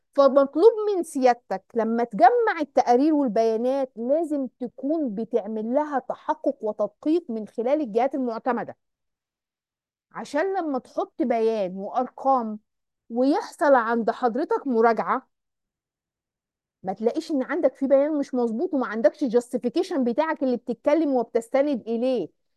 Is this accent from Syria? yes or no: no; Egypt; احنا عندنا في مصر ما عندناش البلت